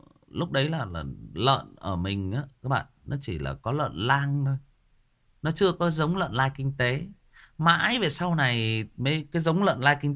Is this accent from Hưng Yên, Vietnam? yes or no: yes; Hưng Yên, Vietnam; Hưng Yên, đúng rồi, ở Hưng Yên, ở quê mình, quê của mình là Hưng Yên đó Trường Duy, quê ngoại của mình luôn đó